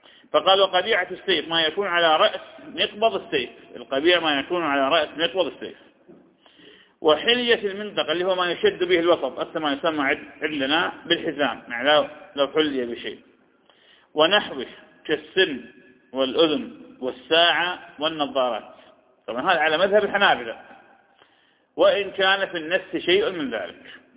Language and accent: Arabic; Iraq; وهذه تحصل عندنا في العراق